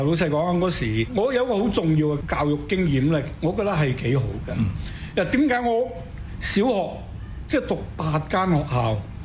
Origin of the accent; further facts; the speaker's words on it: Guangdong, China; 因為我哋廣東人係口頭嘅語言，寫係有分別啊嘛